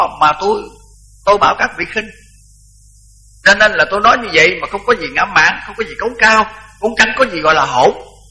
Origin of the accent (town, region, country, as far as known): Mỹ Tho, Tiền Giang, Vietnam